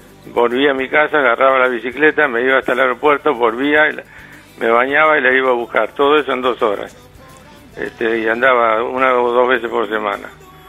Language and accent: Spanish; Buenos Aires, Argentina; born there; Yo nací en Buenos Aires, sí, en el hospital británico, en el hospital bancario, que está enfrente a la Plaza Irlanda.